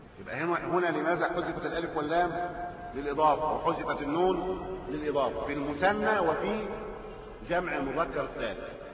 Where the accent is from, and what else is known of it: Egypt